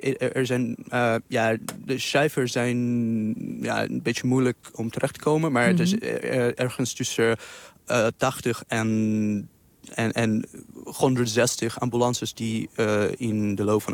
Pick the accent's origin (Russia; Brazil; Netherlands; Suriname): Russia; Dutch is a second language; moved away; En ik kom oorspronkelijk uit Rusland. Ik woon daar al 14 jaar, denk ik. Mm-hmm. Ik woon het in het buitenland.